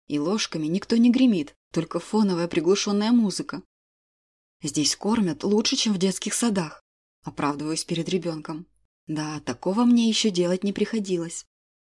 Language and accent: Russian; Moscow, Russia; я тот редкий москвич, кто с огромным удовольствием лишний раз посмотрит на храм Василия Блаженного, несмотря на то, что в детстве меня постоянно сюда таскали.